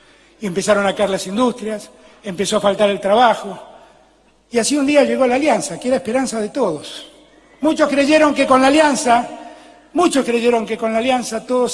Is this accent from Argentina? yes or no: yes; Argentina; Siempre nos levantamos. Somos la Argentina. Vamos a levantarnos una vez más.